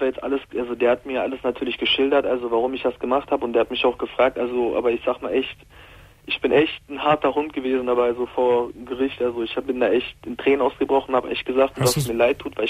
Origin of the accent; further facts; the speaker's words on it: Mülheim an der Ruhr, North Rhine-Westphalia, Germany; also ich komme aus Mühlheim an der Ruhr.